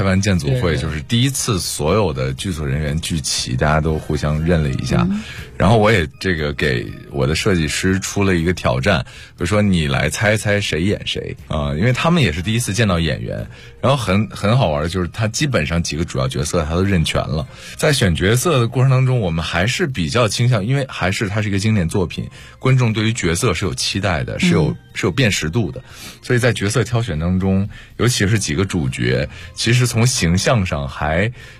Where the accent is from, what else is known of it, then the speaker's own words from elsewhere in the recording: Dalian, Liaoning, China; 我是大连人。